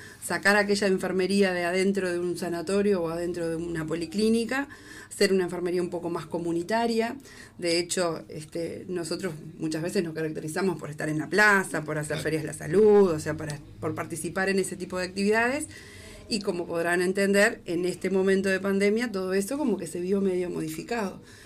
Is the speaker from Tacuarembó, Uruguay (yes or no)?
no; Tupambaé, Cerro Largo, Uruguay; also born or lived in Montevideo; Pero volví en el 2013. O sea que viví muchos años en Montevideo. Y decidí volver acá a mi pueblo, a mi departamento en realidad, pues yo soy de Tupambaé, no soy de acá de Melo.